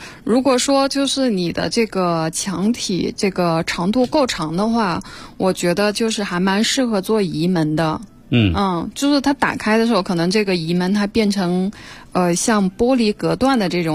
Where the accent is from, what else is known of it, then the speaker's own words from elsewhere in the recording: Jiujiang, Jiangxi, China; 我的老家是江西九江嘛，